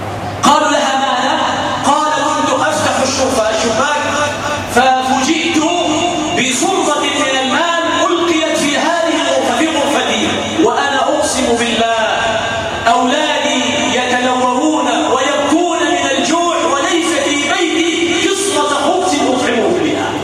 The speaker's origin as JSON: {"language": "Arabic", "country": "Egypt", "said": "اللهم يا ربنا اجعل بلدنا مصر بلدا أمنا أمانا سلما سلاما سخاء رخاء وسائر بلاد المسلمين."}